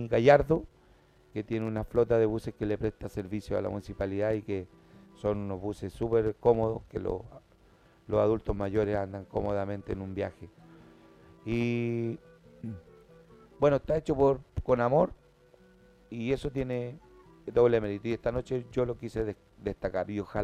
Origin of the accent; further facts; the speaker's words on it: Puente Alto, Santiago Metropolitan Region, Chile; de acá de Puente Alto, población donde yo nací. Y fue algo muy hermoso, se lo diré, poder encontrarme con algunas vecinas que me conocían desde niño.